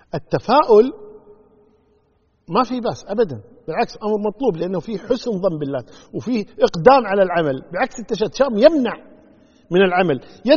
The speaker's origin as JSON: {"language": "Arabic", "country": "Kuwait", "said": "إحنا عندنا بالكويت يقول فلان قبسة أو فلان قبس علينا"}